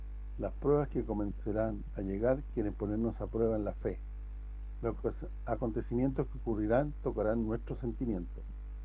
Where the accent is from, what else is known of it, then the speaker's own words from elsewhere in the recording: Italy; yo soy italiano hasta la médula, además de ser un ciudadano de la tierra.